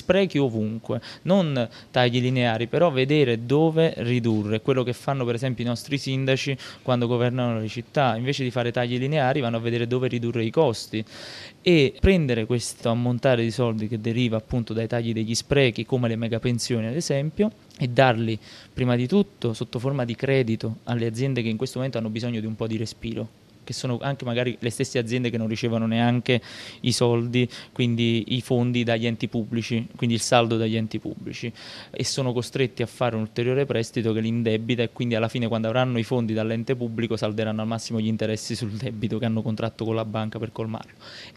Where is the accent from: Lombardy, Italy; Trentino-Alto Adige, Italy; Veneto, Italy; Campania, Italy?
Campania, Italy; Pomigliano d'Arco; io sono di Pomigliano d'Arco, quindi nella mia città si è subito più di tutti questo concetto di crescita